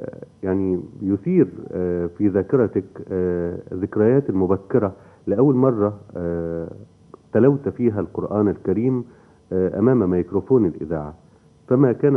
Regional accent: Egypt; نعتز بيها والله كمصريين.

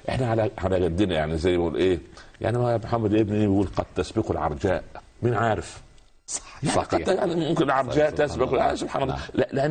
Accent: Egypt; حتى المثل الشعبي يقول ايه يعني عندنا في مصر يقول لك

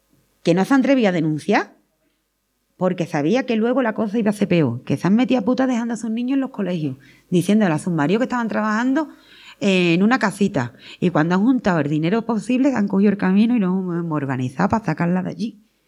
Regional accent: Andalusia, Spain; Como pasa, por ejemplo, en los barrios de mi pueblo, en los barrios de allí de Sevilla, no mucho.

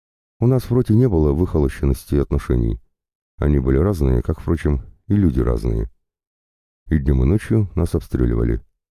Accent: Donbas, Ukraine; И может даже благодаря тому, что мы, бойцы с Донбасса, находимся здесь, это смертельное железо никогда и никуда уже не полетит

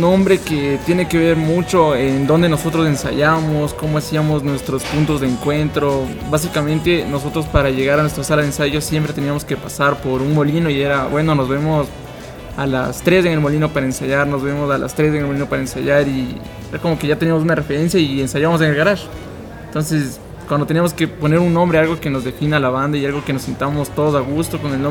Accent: Quito, Pichincha, Ecuador; acá el resto somos quiteños de la banda, hasta el baterista es quiteño.

